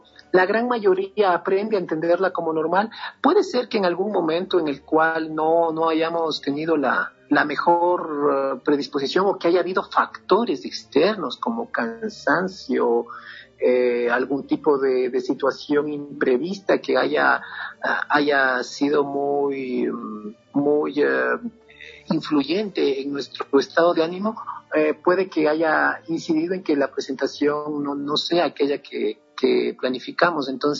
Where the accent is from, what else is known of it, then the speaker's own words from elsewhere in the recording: Quito, Pichincha, Ecuador; moved away as an adult; Yo pues soy un músico quiteño cuya formación se hizo inicialmente